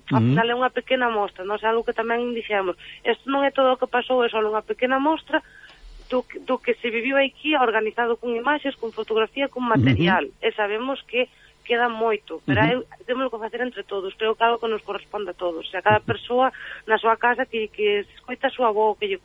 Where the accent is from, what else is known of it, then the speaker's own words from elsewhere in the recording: Galicia, Spain; somos nós, non somos galegos, pero sí, pero galegos da fronteira. Nós non somos da Coruña, non somos de Lugo, somos da fronteira, ni siquiera ourensano, non?